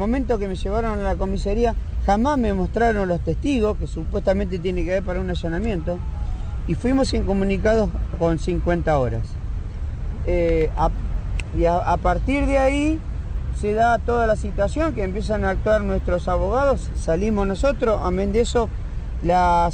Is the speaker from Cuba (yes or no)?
no; Ushuaia, Tierra del Fuego, Argentina; Nosotros somos compañeros que venimos de la ciudad de Ushuaia